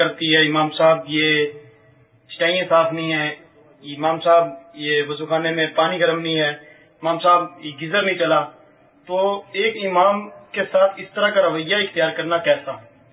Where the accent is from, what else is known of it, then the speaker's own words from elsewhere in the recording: Gujranwala, Punjab, Pakistan; اور میں گجراوالا کا رہنے والا ہوں،